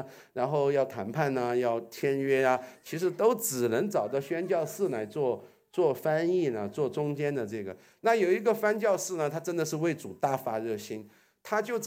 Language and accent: Chinese; China; 所以他的人权标准比我们中国人人权标准高一点